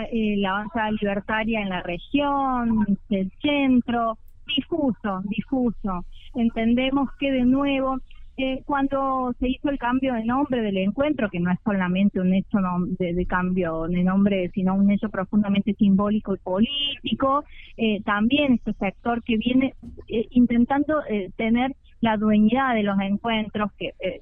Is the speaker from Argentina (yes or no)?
yes; San Luis, Argentina; incluso las que no vivimos en Cava, como en mi caso que soy de San Luis